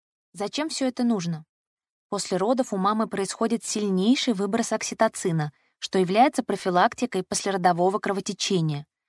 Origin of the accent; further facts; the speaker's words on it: Khabarovsk, Khabarovsk Krai, Russia; Я сама из Хабаровска